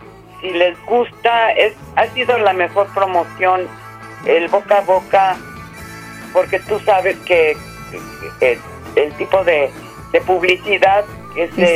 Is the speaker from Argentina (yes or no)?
no; Mexico City, Mexico; born there; yo nací en el Distrito Federal y el día que me muera va a ser Distrito Federal también para mí.